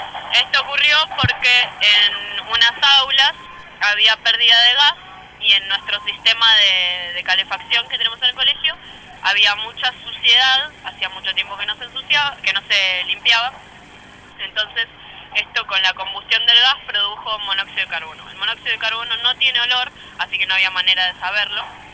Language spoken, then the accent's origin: Spanish; Buenos Aires, Argentina; Los dos somos de Mataderos y los dos estamos teniendo problemas edilicios en nuestros colegios.